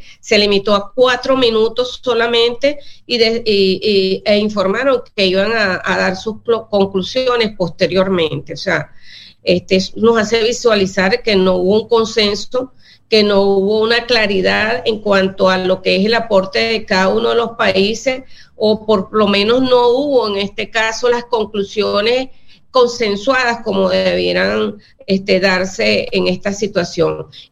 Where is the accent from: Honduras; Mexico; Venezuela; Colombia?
Venezuela; Eso por un lado, para nosotros como venezolanos y en mi condición de presidenta de la Asamblea Nacional lo cuestionamos.